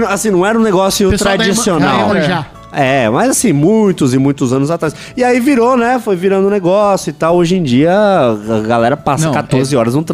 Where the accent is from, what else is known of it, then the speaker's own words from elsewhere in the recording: Santos, São Paulo, Brazil; Eu sou de Santos também.